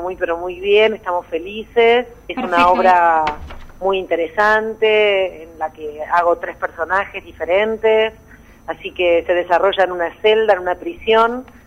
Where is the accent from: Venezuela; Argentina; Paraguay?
Argentina; Buenos Aires; soy porteña, nací en Buenos Aires, en la capital